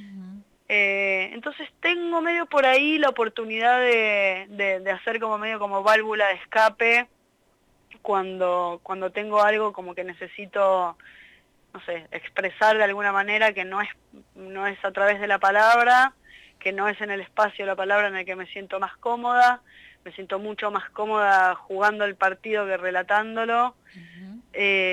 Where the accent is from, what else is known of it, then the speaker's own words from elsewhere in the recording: Buenos Aires, Argentina; Yo, además, bueno, nací en La Boca, en un barrio que se llama Catalina Sur, que es un barrio muy hermoso porque tiene mucho verde, y entonces hice el jardín ahí, hice la primaria ahí. Era medio como un, dentro de lo que es la Ciudad Autónoma de Buenos Aires, es medio un micromundo